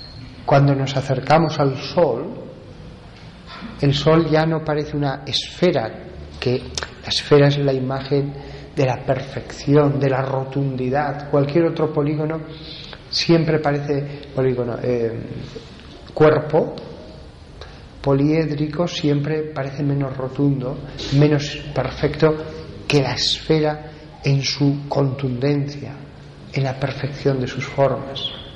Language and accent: Spanish; Huesca, Aragon, Spain; Yo soy de Huesca, la parte central, el corazón de los Pirineos, y ahí hay montañas impresionantes.